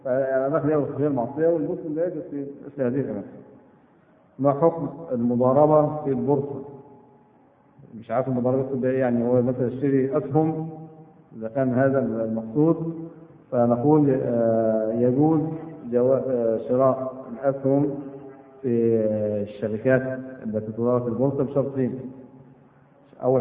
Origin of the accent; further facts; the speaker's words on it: Egypt; احنا من مصر كنا عن النسب